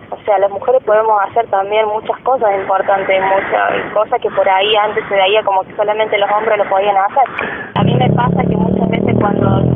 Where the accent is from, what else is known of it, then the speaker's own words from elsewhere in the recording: Villa Giardino, Córdoba, Argentina; born there; Nací aquí en Villa Yardino.